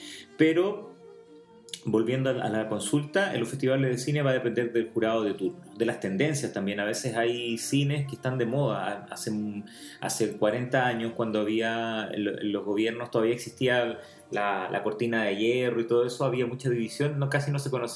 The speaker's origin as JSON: {"language": "Spanish", "country": "Chile", "said": "para nosotros que somos chilenos como que cuesta dimensionarlo"}